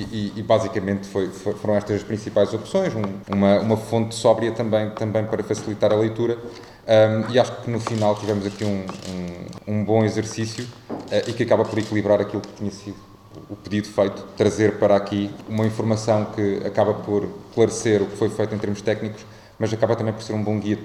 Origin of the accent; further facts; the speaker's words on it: Aveiro, Portugal; houve muitos recantos que eu, sendo aveirense, desconhecia em pleno.